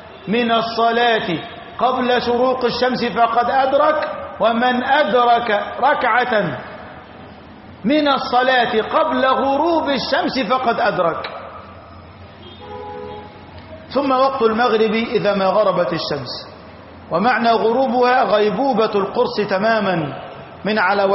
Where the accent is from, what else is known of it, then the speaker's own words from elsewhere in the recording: Egypt; أما في بلدتنا مصر لبعدنا عن خط الاستواء ولقربنا من خط العرض